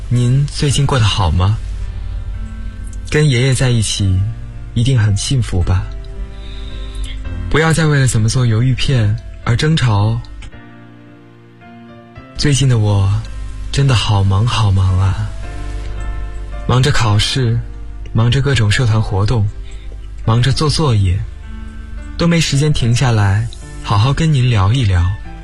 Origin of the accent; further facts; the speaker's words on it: Guangdong, China; now in Nanjing, China; 我来自广东，我在南京大学，距离我的家乡1300多公里。